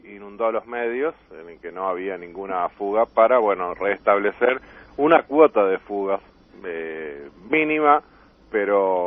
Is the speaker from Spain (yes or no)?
no; Uruguay; eso a uno lo apena como uruguayo